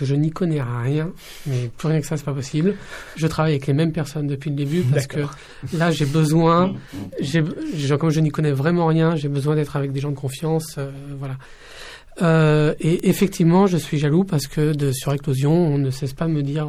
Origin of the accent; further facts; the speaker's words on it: Ivry-sur-Seine, Île-de-France, France; also born or lived in Casablanca, Morocco; je suis né à Casablanca, mais j'ai grandi à Ivry, donc je suis vraiment très très content de retourner là-bas.